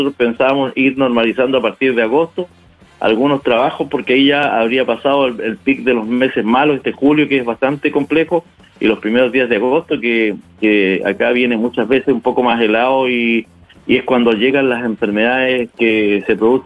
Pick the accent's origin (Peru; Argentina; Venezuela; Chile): Chile; somos chilenos todos, pero lo quiero decir en lenguaje en pandemia